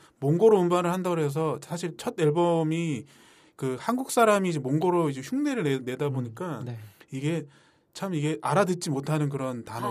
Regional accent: Sangju, North Gyeongsang, South Korea; 아, 내 고향인데.

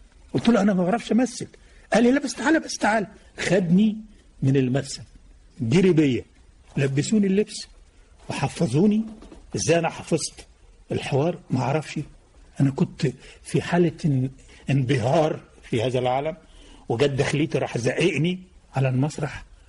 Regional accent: Damanhour, Beheira, Egypt; born there; أنا من مواليد مدينة دمنهور

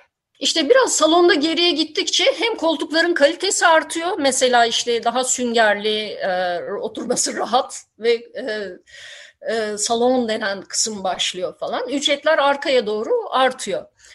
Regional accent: Istanbul, Turkey; moved away; şimdi İstanbul'da ben gençliğimi geçirdim ama 90'ların başından itibaren ayrıldım.

